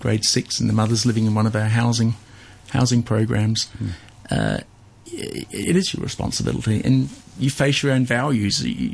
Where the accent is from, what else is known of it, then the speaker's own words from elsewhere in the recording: Australia; I grew up in Australia